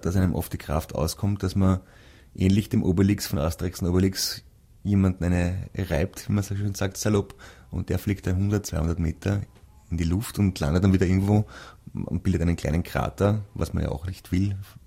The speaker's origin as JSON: {"language": "German", "country": "Sweden", "second_language": "German", "said": "Ich bin aus Schweden."}